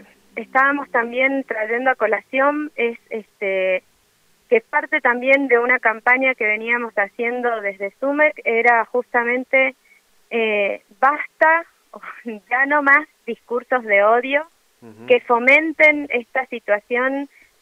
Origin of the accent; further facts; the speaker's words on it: Argentina; Traer a colación estos discursos que tanto daño nos han hecho en nuestra historia como Argentina y como región, ¿no?